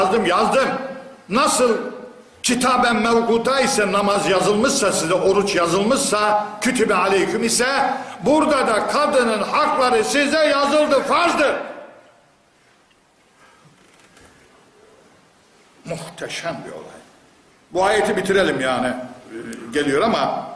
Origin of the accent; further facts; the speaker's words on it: Black Sea Region, Turkey; Bizim köyde ablama mal verdim, dünya koptu, nasıl mal verirsin ha? Biz de kadınlara, Karadeniz'de kızlara mal verilmez ki.